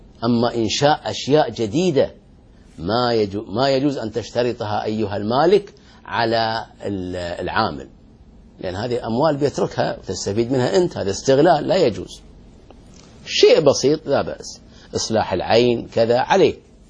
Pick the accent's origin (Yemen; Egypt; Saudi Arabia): Saudi Arabia; Al-Ahsa, Eastern Province; ويسقى عندنا في الأحساء،